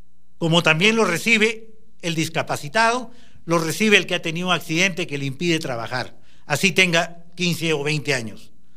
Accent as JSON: {"language": "Spanish", "country": "Brazil", "lives_now": "Peru", "said": "Yo vengo de Brasil y ya les conté, allá es un salario mínimo"}